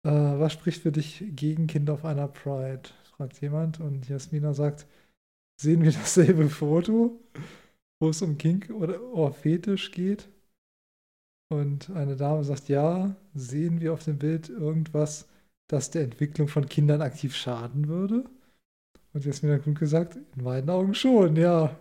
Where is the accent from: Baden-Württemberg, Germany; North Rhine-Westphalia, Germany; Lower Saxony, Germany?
Lower Saxony, Germany; Hanover; Weil ich bin ja auch am Stadtrand von Hannover aufgewachsen, wo dann schon ziemlich Felder kommen.